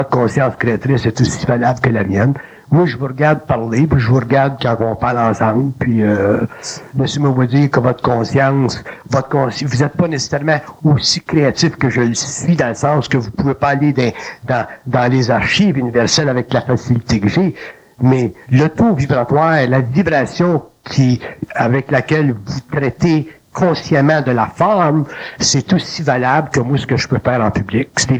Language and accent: French; Quebec, Canada; born there; c'est pour ça que je suis né au Québec d'ailleurs